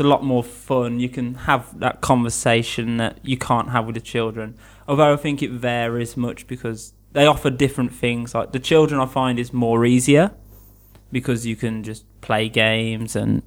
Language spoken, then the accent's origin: English; Birmingham, West Midlands, United Kingdom; I'm 22 years old. I come from Birmingham, which is in the middle of England. It's actually the second biggest city in England.